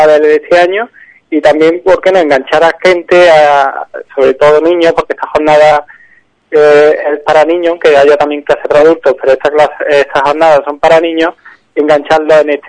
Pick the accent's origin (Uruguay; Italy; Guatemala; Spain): Spain; Córdoba, Andalusia; yo ya le digo, soy provengo de Córdoba